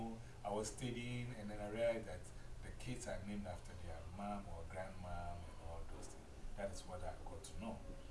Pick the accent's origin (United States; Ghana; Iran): Ghana; So if I go with you to Ghana, uh-huh. In my village, the village people are not going to call me